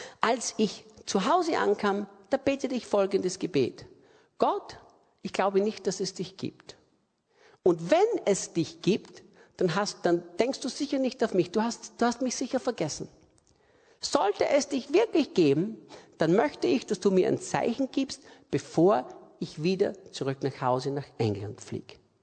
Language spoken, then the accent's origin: German; Austria; Ich bin aus Österreich.